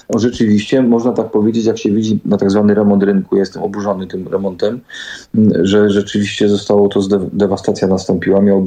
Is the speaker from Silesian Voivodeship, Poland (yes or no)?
yes; Katowice, Silesian Voivodeship, Poland; Urodziłem się w szpitalu w Katowicach Janowie, który sąsiaduje z bardzo kultową dzielnicą Katowic Nikiszowiec